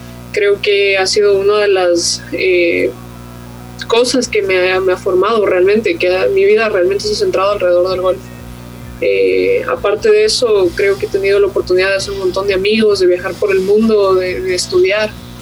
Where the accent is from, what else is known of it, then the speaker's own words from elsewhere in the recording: Ecuador; primera y única ecuatoriana que he jugado en este circuito, y realmente me siento muy orgullosa de poder traer la bandera de mi país